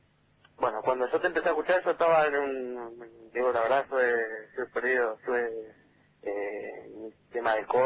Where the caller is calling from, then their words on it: Zárate, Buenos Aires Province, Argentina; de Zárate.